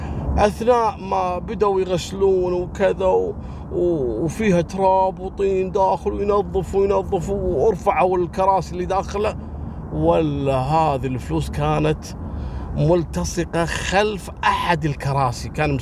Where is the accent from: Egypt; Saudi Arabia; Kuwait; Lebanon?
Kuwait; احنا عندنا في الكويت هني الله يرحمه شايب صار عليه بحث لمدة أيام